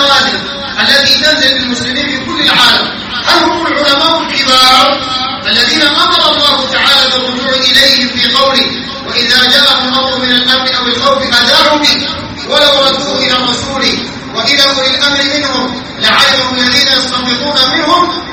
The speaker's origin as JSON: {"language": "Arabic", "country": "Sudan", "said": "عندنا في السودان"}